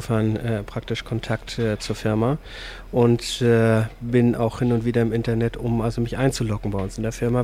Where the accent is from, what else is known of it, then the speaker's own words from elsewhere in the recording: Hamburg, Germany; Ich komme aus Hamburg, bin in den Medien tätig und viel unterwegs.